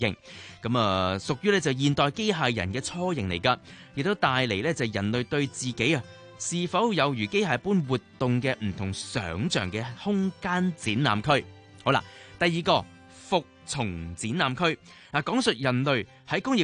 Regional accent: Hong Kong; 我哋香港人咧好幸福嘅，唔使搞咁多嘢啦

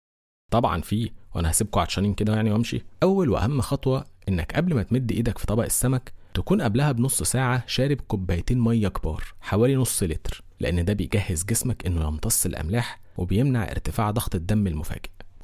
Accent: Egypt; وخصوصا عندنا في مصر

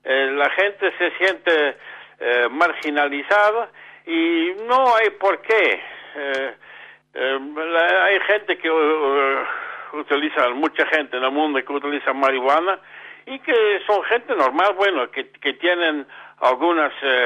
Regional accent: Utrecht, Netherlands; Spanish is a second language; estoy aquí de visita, pero yo soy holandés y normalmente radico allá en la ciudad de Utrecht, en Holanda.

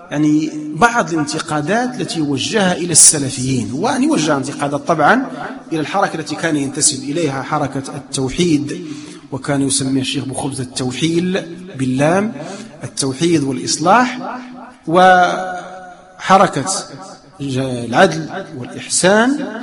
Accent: Morocco; لا ندرس الآن عندنا في المغرب.

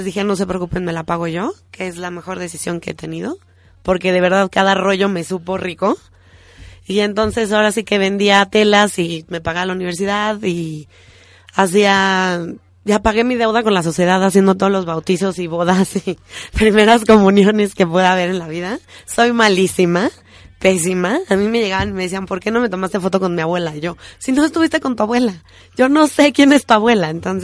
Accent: Mexico; México es un gran país y cada vez que decimos somos mexicanos, la gente te recibe con los brazos abiertos.

